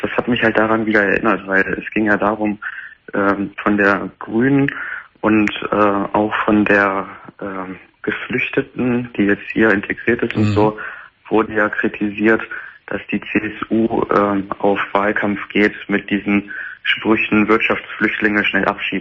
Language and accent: German; Lower Saxony, Germany